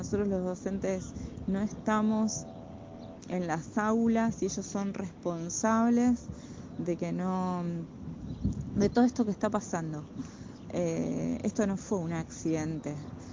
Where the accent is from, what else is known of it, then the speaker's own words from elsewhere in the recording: Lago Puelo, Chubut, Argentina; yo soy de Lago Puelo.